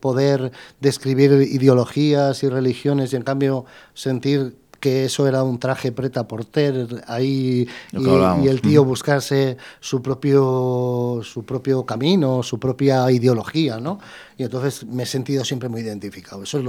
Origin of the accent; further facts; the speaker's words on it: Madrid, Community of Madrid, Spain; Soy madrileño y amo mi ciudad